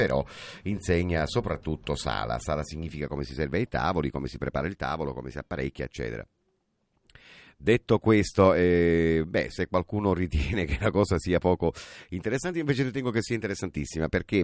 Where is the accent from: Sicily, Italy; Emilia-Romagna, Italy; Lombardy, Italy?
Sicily, Italy; non da siciliano, ma anche per noi siciliani